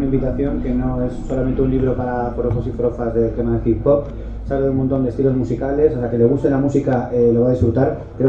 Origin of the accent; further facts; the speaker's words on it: Madrid, Community of Madrid, Spain; es que soy de Madrid, perdón, aquí no sé qué bebéis